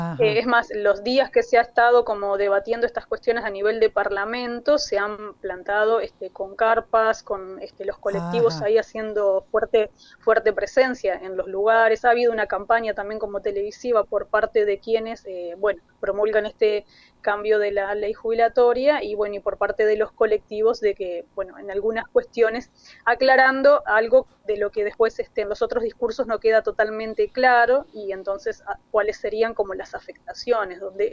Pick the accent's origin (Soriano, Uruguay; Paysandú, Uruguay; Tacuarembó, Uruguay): Soriano, Uruguay; Mercedes; now in Montevideo, Uruguay; en mis 46 años de vida, claro, tengo más años de vida acá en Montevideo que en mi ciudad natal, pero yo soy de Mercedes, ahí de Soriano, limítrofe con Río Negro